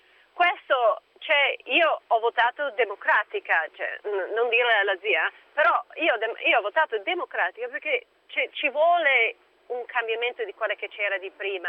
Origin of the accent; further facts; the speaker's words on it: United States; Italian is a second language; now in Milan, Italy; Sì, giusto, ciao, sono americana.